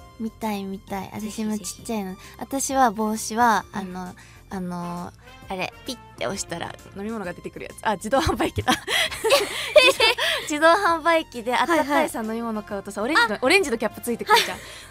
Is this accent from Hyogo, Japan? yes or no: no; Tokyo, Japan; 東京の雪もさ、私東京出身なんだけどさ